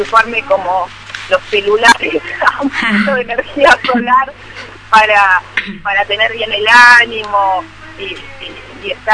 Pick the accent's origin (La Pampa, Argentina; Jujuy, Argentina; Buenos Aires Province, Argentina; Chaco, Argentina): Buenos Aires Province, Argentina; Lomas de Zamora; born there; now in Buenos Aires, Argentina; yo nací en el sur del conurbano bonaerense, en la localidad de Lomas de Zamora, y con el correr de la vida me fui mudando hacia la ciudad de Buenos Aires y hoy estoy viviendo un poquito al norte de la ciudad de Buenos Aires.